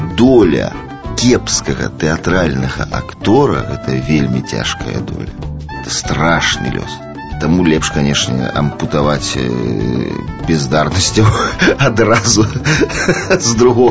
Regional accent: East Kazakhstan Region, Kazakhstan; born or raised there; moved away; also born or lived in Rybinsk, Russia / Velikiye Luki, Russia / Zlatoust, Russia

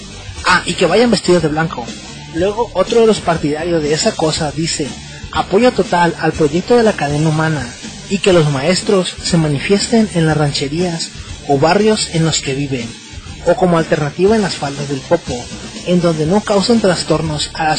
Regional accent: Mexico; ¿Soy un mal mexicano aunque trabaje los otros 6 días de 9 a 10 de la noche?

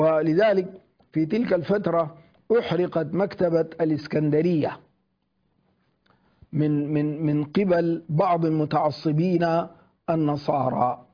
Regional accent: Sudan; يشبه ما هو حاصل عندنا في الجنوب، في جنوب السودان

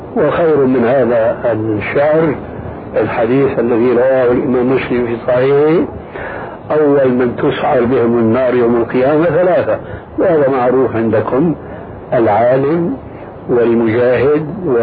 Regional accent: Syria; كما قال بعض الظرفاء عندنا في سوريا

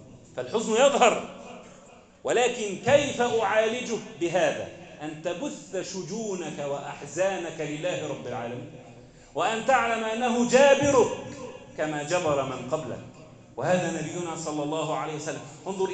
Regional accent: Egypt; اللهم اجعل بلدنا مصر أمنا أمانا

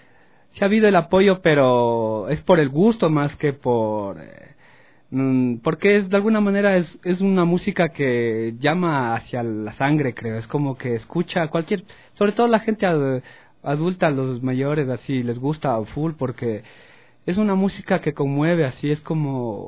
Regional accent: Pichincha, Ecuador; en mi pueblo, en alrededor del Ilaló.

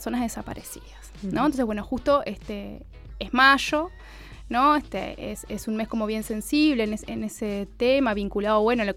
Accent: Minas, Lavalleja, Uruguay; moved away as an adult; now in Montevideo, Uruguay; Yo soy de Minas. Yo vivo en Montevideo hace 11 años, vine a estudiar, trayectoria bastante habitual en Uruguay.

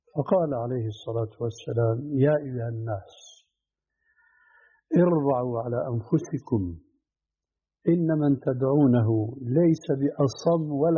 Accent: Syria

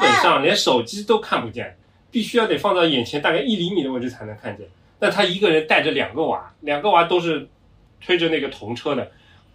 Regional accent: China; 但是我们中国人发 ri 啊 ra 啊，它基本上都没有什么问题了，对吧？

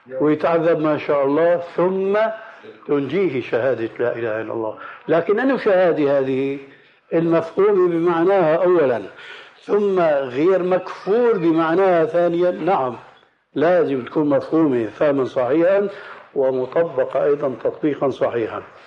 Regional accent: Levant, Syria; ونحن عندنا في الشام

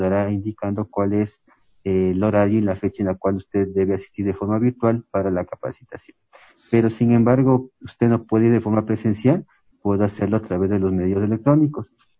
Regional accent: Ecuador; los emprendimientos que tenemos como ecuatorianos

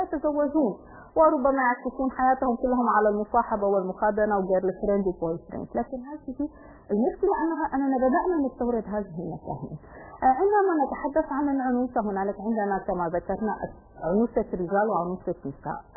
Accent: Syria

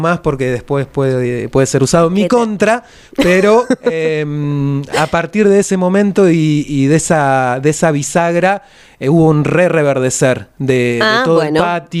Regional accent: Berisso, Buenos Aires Province, Argentina; now in La Plata, Argentina; Yo soy de Berisso. Hay una frontera, hay una frontera ahí simbólica y habitacional. Y bueno, me tocó venirme para estos lados de La Plata, corazón de manzana también.

